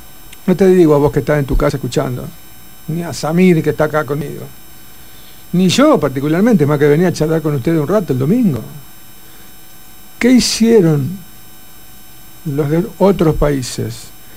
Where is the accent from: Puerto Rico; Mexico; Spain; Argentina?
Argentina; lo que somos los argentinos es esto